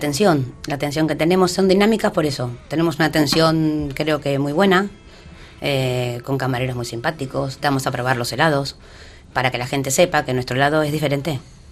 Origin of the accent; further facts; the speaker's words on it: Argentina; now in Valencia, Spain; Ya soy más valenciana que argentina.